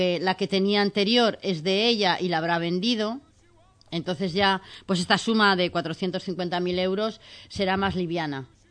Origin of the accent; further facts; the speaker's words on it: Cantabria, Spain; pues aquí pasa lo mismo, que yo soy de Cantabria.